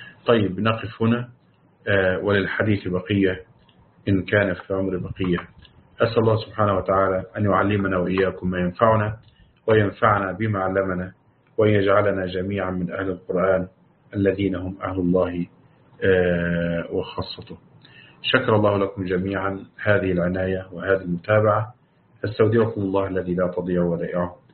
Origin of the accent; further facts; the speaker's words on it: Morocco; وعندنا في المغرب الوقف على وما بينهما